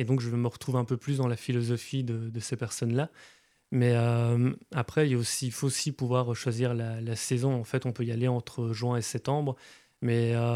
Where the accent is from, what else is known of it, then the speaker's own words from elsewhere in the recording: Belgium; quand j'étais chez moi en Belgique